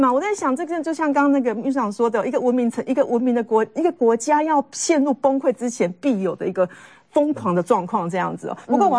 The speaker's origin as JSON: {"language": "Chinese", "region": "Tainan", "country": "Taiwan", "tie": "born or raised there", "said": "这些东西在高雄都吃得到，所以。在因为我在台南长大，多少的台南或南部的乡亲是讲沙巴西梅"}